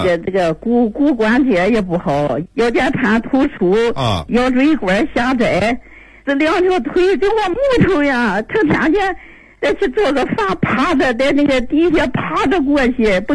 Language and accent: Chinese; Shandong, China; 我这人不会，我山东人倔，不会撒谎，不会骗人。